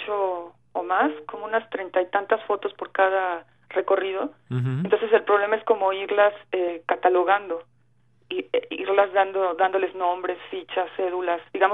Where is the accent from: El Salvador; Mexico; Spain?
Mexico; Mexico City; porque yo soy de la Ciudad de México, nos mandan para allá.